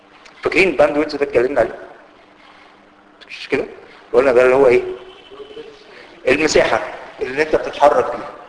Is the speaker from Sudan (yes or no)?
no; Egypt; ودي ما نزلش لسه عندنا في مصر لكن موجود فعلا في امريكا